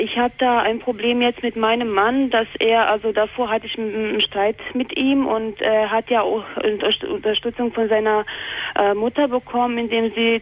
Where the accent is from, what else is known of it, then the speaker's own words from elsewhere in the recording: Bosnia & Herzegovina; also ich komme ja ursprünglich aus Bosnien, aus Jugoslawien